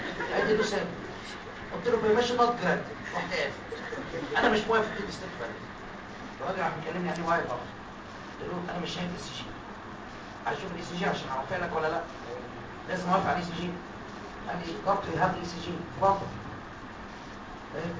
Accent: Egypt; now in United States; قلت لهم اولاد الكلب عشان انا مصري

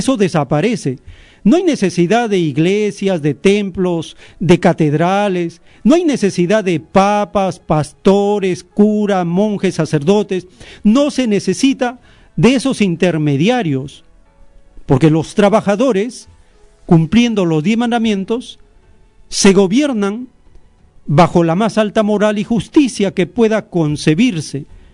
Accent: Peru; Si dicen que somos peruanos, se supone que debemos ser dueños del oro, la plata, el petróleo, el gas, las comunicaciones, las reservas.

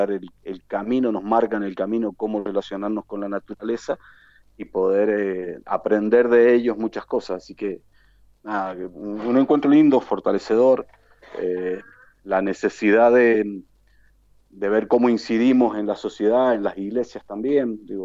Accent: Argentina; lo que somos los argentinos, que hay gente de Catamarca, gente del sur, de Chubut, de Mendoza

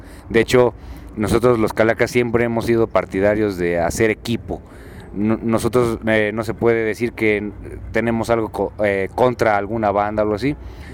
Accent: Puebla, Mexico; Siendo aquí poblanos, siento que aquí en Puebla

